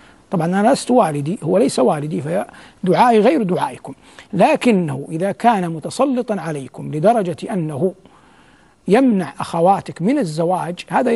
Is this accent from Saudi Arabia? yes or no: yes; Saudi Arabia; وفي بلادنا المملكة العربية السعودية، لأن السائل منها، تعلمون أن القضاء ولله الحمد قضاء شرعي مبارك